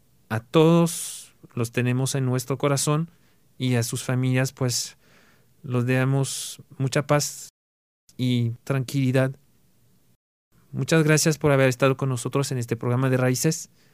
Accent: France; Como saben, pues yo soy francés y pues son mis raíces también. Tengo raíces mexicanas, pero las raíces maternas de la patria a veces pegan más.

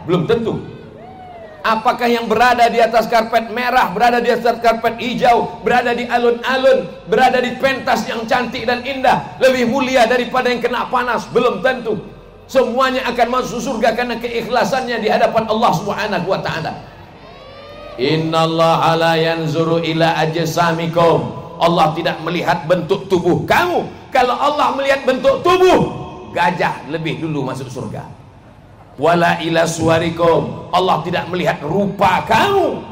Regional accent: Sumatra, Indonesia; Saya ini dari Pulau Sumatera. Dari Pulau Sumatera ini manggil paman itu manggilnya tulang.

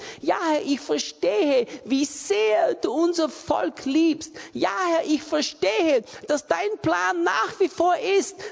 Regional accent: Austria; Ich bin aus Österreich.

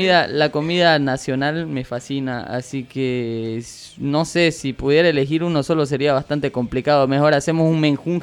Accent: Villamontes, Tarija, Bolivia; born there; now in Santa Cruz, Bolivia; así que de nacimiento pues yo soy chaqueño, soy villamontino, ¿no? Pero vivo acá y amo a Santa Cruz con todo mi corazón.

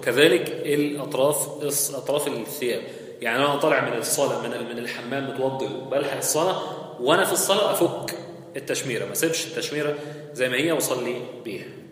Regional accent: Egypt; الناس بتقول هنا عندنا في مصر معرفش في البلاد التانية ولا،

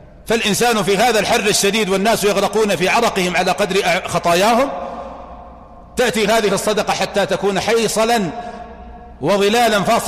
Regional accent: Saudi Arabia; ليس يصلح أن يكون زكاة فطر عندنا في المملكة العربية السعودية

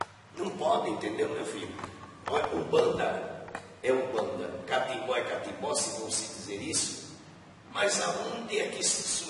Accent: Bahia, Brazil; Eu sou mestre aqui, eu estou falando com você como baiano.

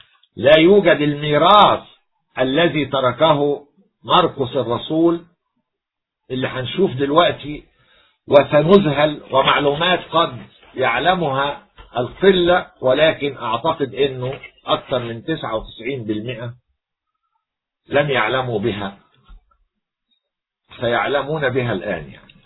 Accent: Egypt; نتباهى كمصريين

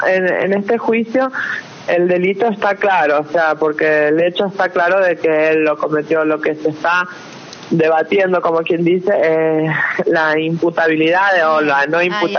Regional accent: San Juan, Argentina; yo soy oriunda de San Juan

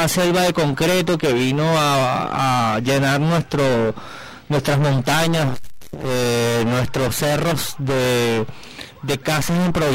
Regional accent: Caracas, Capital District, Venezuela; para mí la parroquia más importante de Caracas, porque nací y vivo aquí. Y como sí, como todos tienen orgullo de decir, soy de Caricuao.

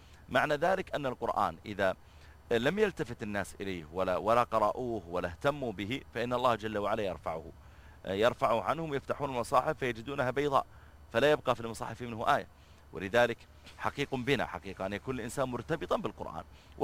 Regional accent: Riyadh, Riyadh Province, Saudi Arabia; وكذلك عندنا في الرياض إذا خرجت في وقت الذروة

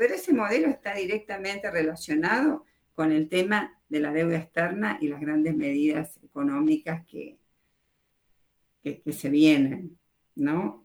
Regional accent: Argentina; Lamentablemente no lo veo como Argentina. Ahora, nosotros exportamos petróleo desde Puerto Rosales a Estados Unidos.

